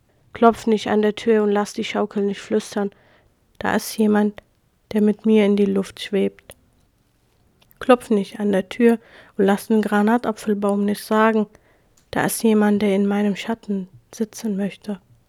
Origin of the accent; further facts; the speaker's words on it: Iraq; now in Germany; Ich komme aus dem Irak. Ich bin eine Jesidin, eine religiöse, soll ich sagen, Minderheit.